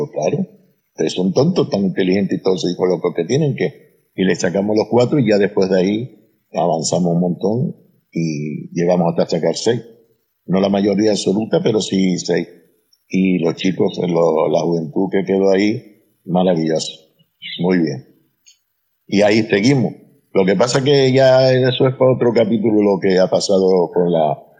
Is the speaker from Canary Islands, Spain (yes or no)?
yes; Canary Islands, Spain; accent: Canarian; Y el acento canario, la verdad que sí se lo di porque soy más mal hablado.